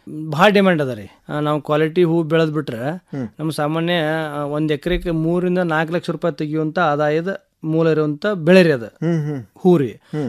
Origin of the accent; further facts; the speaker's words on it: Kurubagatti, Karnataka, India; ನಮ್ಮದು ಊರು ಕುರುಬಗಟ್ಟಿ ಗ್ರಾಮ ರೀ, ಧಾರವಾಡ ತಾಲೂಕಿನೊಳಗೆ ಕುರುಬಗಟ್ಟಿ ಗ್ರಾಮ.